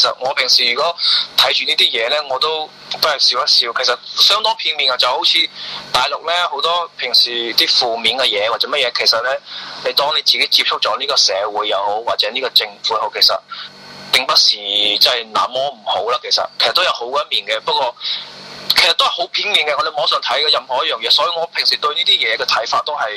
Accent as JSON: {"language": "Cantonese", "region": "Guangdong", "country": "China", "said": "我是廣東人咧，對其實同香港可能聯繫比較多啲"}